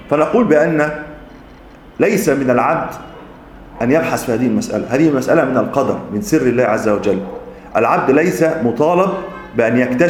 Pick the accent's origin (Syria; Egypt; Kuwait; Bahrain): Egypt; Tanta, Gharbia; السيد البدوي الذي موجود عندنا في طنطا